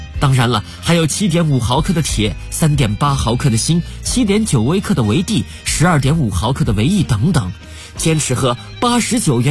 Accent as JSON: {"language": "Chinese", "town": "Fuping", "region": "Shaanxi", "country": "China", "tie": "born or raised there", "said": "我尊重我的家乡，虽然它没有其他城市繁荣，没有地铁，没有人山人海，没有车水马龙，但是在我心里时时刻刻以我是一个富平人而自豪。"}